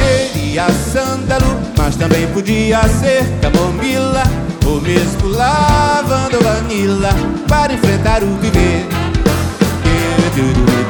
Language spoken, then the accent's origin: Portuguese; Alagoas, Brazil; celebrando a beleza e a importância de Alagoas na minha vida. Eu tenho um amor pela minha terra muito grande. Salve Alagoas!